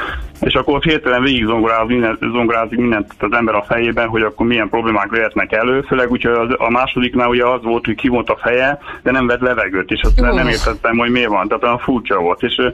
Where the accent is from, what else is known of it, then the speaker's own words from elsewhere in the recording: Pécs, Baranya, Hungary; mert mi pécsiek vagyunk egyébként, elterveztük, hogy akkor nem Pécsre megyünk